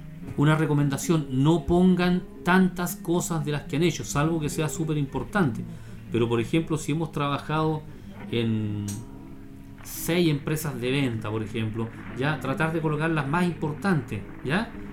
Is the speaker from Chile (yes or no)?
yes; Bulnes, Ñuble, Chile; born there; O ya de Bulnes, porque yo nací en Bulnes, así que me hago cargo.